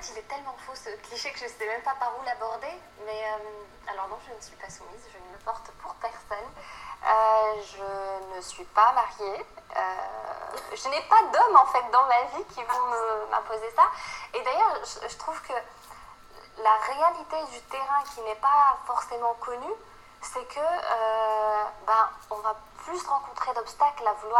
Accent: Turkey; Moi, je suis turque, donc.

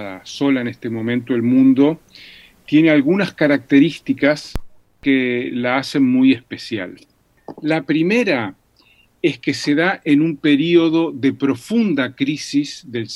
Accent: Uruguay; como en mi país, Uruguay

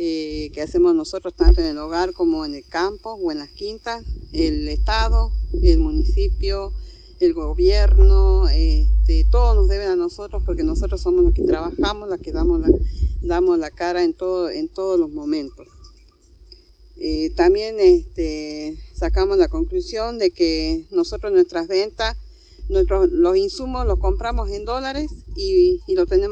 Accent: Salta, Argentina; soy de Salta, departamento de General Güemes

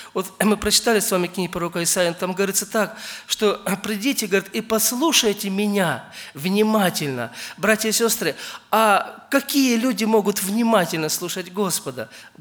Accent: Ukraine; я сам родом с Украины

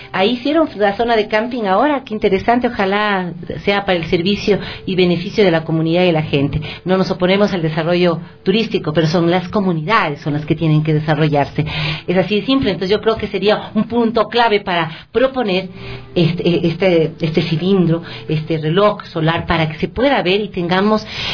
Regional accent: Ecuador; como somos los ecuatorianos?

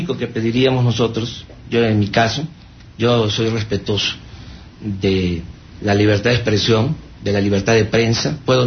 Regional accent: Tepetitán, Tabasco, Mexico; Yo soy de Tepetitán.

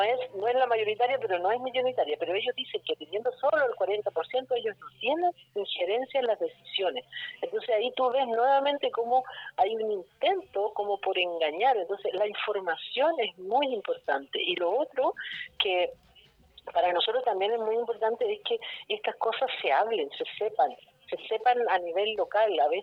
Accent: Chile; cómo nosotros, como chilenos, no podemos defender algo

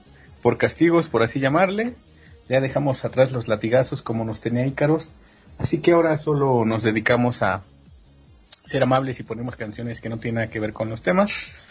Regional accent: Mexico; los dejo todo al último como buen mexicano

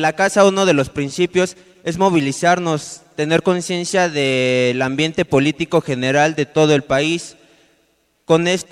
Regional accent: State of Mexico, Mexico; Dije, bueno, soy del Estado de México, conecta al DF, estudio en el DF

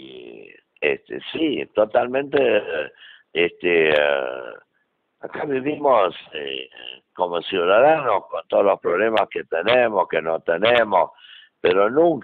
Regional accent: Rivera, Buenos Aires Province, Argentina; yo me siento argentino, estoy agradecido toda la vida a la Argentina, a mi pueblo, Rivera, donde hice mi vida y todo

